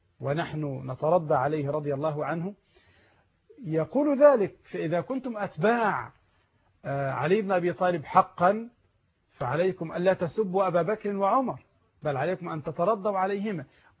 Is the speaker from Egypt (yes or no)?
yes; Egypt; البنوك عندنا في مصر ثلاثه اقسام